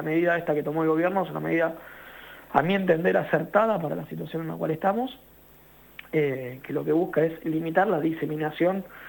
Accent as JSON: {"language": "Spanish", "town": "Florencio Varela", "region": "Buenos Aires Province", "country": "Argentina", "tie": "born or raised there", "said": "el Hospital de Florencio Varela, acá en mi pueblo"}